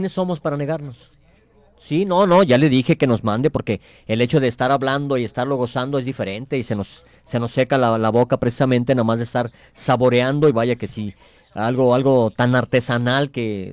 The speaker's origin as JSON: {"language": "Spanish", "town": "Guadalajara", "region": "Jalisco", "country": "Mexico", "tie": "born or raised there", "said": "Yo parezco italiano, la verdad, hay que decirlo, pero pues yo soy originario aquí de Guadalajara, Jalisco."}